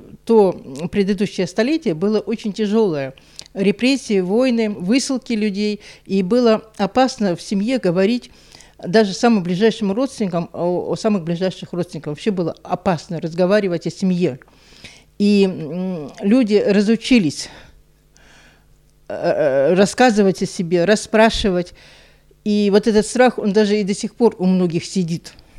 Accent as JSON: {"language": "Russian", "town": "Donetsk", "region": "Donetsk Oblast", "country": "Ukraine", "tie": "born or raised there", "said": "Выросла я в Донецке, в многодетной семье. Я младший ребенок."}